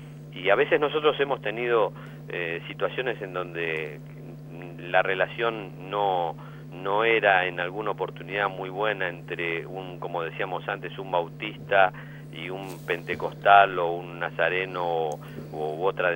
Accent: Argentina; nosotros como argentinos a veces tenemos una actitud un tanto discriminatoria, me parece.

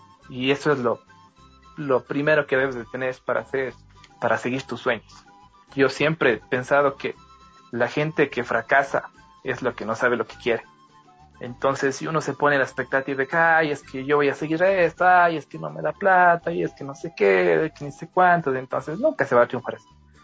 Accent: Cuenca, Azuay, Ecuador; accent: cantadito; Perdona mi acento, yo como soy cuencano, entonces hablo medio cantadito.

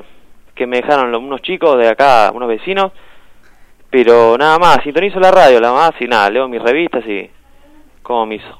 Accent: Neuquén, Argentina; Sí, porque yo de chico vi en Neuquén.

